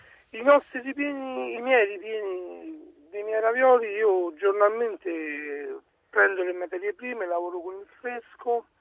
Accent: Anzio, Lazio, Italy; Buongiorno, sono di Anzio.

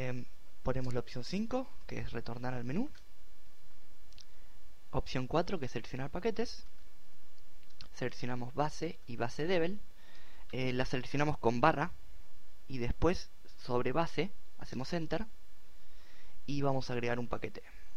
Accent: Argentina; En mi caso es QWERTY LA Latin, ya que soy de Argentina y uso un teclado latinoamericano.

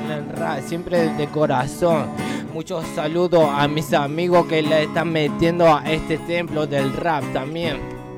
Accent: Rosario, Santa Fe, Argentina; Yo soy leproso, soy rosarino, aguante Bellavista, zona este.

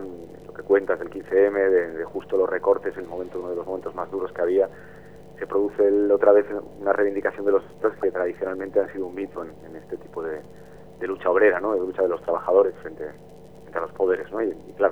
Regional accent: Gijón, Asturias, Spain; yo soy de Gijón, no soy de Las Cuencas, pero de un barrio que se llama La Calzada, que es tradicionalmente obrero, donde estaban los astilleros.

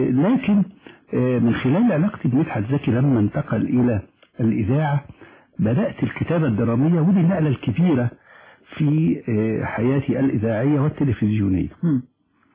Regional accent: Alexandria, Alexandria Governorate, Egypt; أنا سكندري الأصل. ولدت في الإسكندرية ويعني الإسكندرية التي عشت فيها كانت تختلف كثيرا عن الإسكندرية الحالية. لم تكن مزدحمة بهذه الصورة

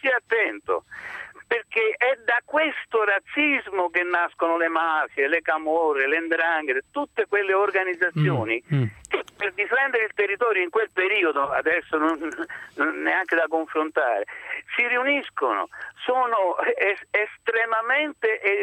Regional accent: Naples, Campania, Italy; io come napoletano, come studioso e come cineasta napoletano

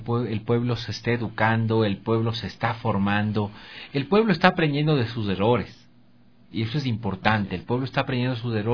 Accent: Ambato, Tungurahua, Ecuador; yo soy de Ambato, pero no voy a pretender entrar de candidato a la alcaldía de Ambato si ahora voy el fin de semana y puedo hasta perderme en la ciudad

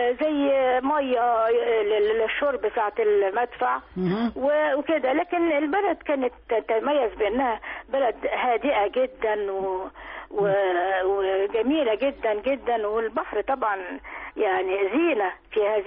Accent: Port Said, Port Said Governorate, Egypt; احنا عندنا في بورسعيد بنطبخ الاسماك كتير يعني، حياتنا بورسعيد هي السمك

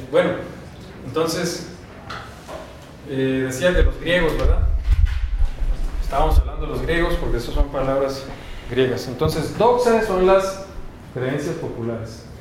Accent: Baja California, Mexico; moved away; las leyes yo soy de Baja California, las leyes de Baja California tienen el mismo rango constitucional que las federales

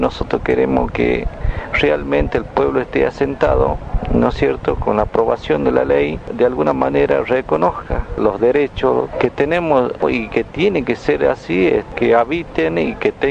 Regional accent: Palma Sola, Jujuy, Argentina; Desde San Pedro tenemos 110 kilómetros hacia la parte de Salta, tenemos 30 kilómetros ya de línea de Salta, una parte del Chaco.

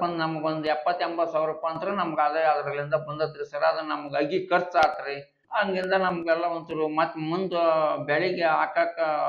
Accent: Hunasihalu, Karnataka, India; ಹುಣಸಿಹಾಳು ಅಂತ ಒಂದು ಊರಾಗೈತೆ ನೋಡ್ರಿ ಸರ್

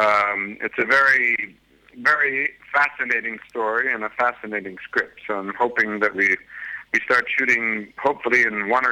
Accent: San Francisco, California, United States; born there; moved away as an adult; also born or lived in Italy; I was born in San Francisco, and I moved to Italy when I was 23 and lived 12 years.

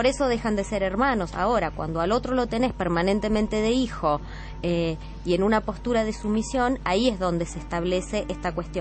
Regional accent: Bahía Blanca, Buenos Aires Province, Argentina; yo que soy de Bahía Blanca

